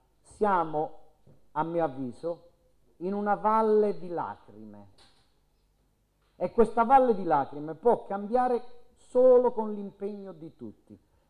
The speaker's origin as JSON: {"language": "Italian", "region": "Basilicata", "country": "Italy", "said": "In Basilicata, la mia terra"}